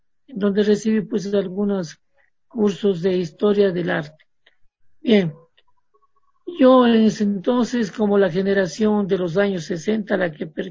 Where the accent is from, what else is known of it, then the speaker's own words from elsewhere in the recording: Cuenca, Azuay, Ecuador; Yo me eduqué en Cuenca, soy cuencano, estudié en la Universidad de Cuenca dos carreras a la vez.